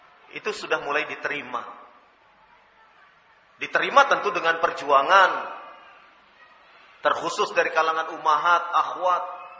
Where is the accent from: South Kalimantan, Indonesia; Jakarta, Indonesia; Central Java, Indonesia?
Central Java, Indonesia; Surakarta; Bikin e-KTP, ya. Seperti di Solo itu, di kampung saya.